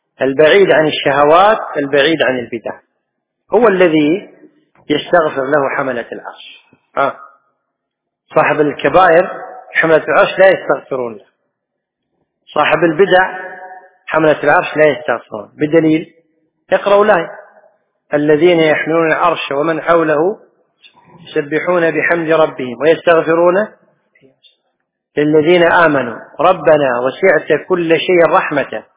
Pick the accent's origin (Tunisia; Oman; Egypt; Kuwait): Kuwait; اللي حنا نسميها بالعامية عندنا بالكويت